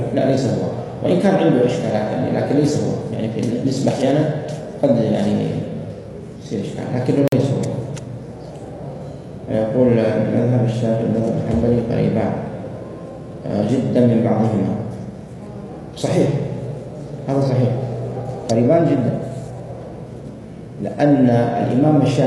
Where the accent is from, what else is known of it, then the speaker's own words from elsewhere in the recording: Hijaz, Saudi Arabia; عندنا في السعودية